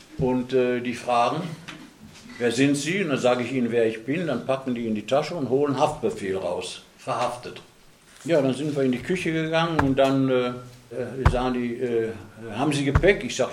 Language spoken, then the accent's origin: German; Dortmund, North Rhine-Westphalia, Germany; born there; in Scharnhorst bei Dortmund, wo ich geboren bin. Da war ich da in einer Bergarbeiterfamilie.